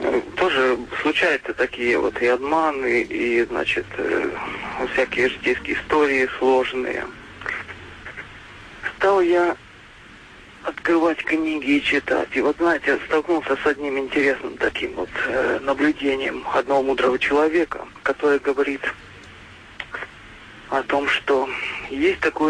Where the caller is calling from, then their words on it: Kostroma Oblast, Russia; Я звоню из Костромской области.